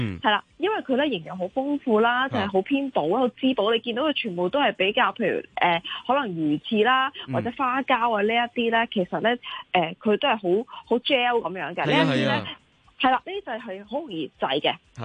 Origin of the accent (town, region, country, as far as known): South China, China